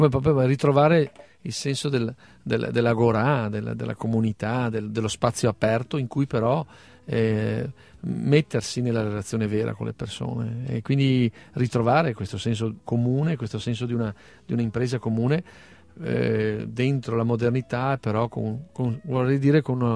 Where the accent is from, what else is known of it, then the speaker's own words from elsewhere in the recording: Treviso, Veneto, Italy; È come dire, da veneti, da trevigiani, recuperare fino in fondo questa storia, queste radici